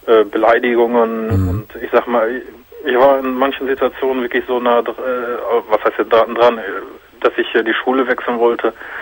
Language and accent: German; Hagen, North Rhine-Westphalia, Germany; Bei mir ist das zum Beispiel so, ich komme ja aus Hagen.